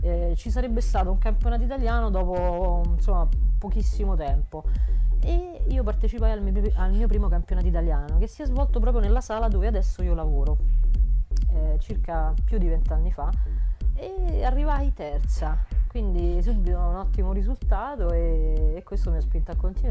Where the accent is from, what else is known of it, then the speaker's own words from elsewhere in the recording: Rome, Lazio, Italy; born there; ho 44 anni, sono nata a Roma e sono una giocatrice di biliardo.